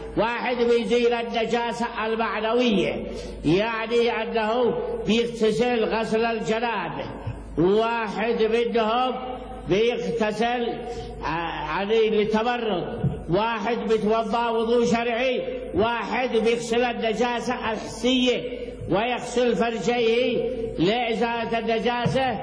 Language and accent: Arabic; Yemen; لا يوجد عندنا في اليمن الحنبلي.